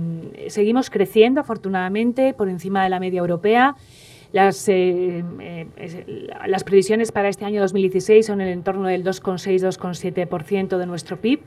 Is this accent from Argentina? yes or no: no; Spain; esto ya es a nivel personal como española